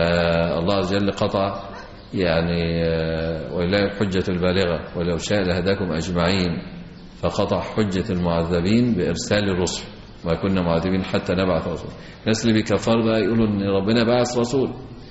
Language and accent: Arabic; Egypt; فقلت له إن الوضع عندنا في مصر يختلف عن وضع عندكم،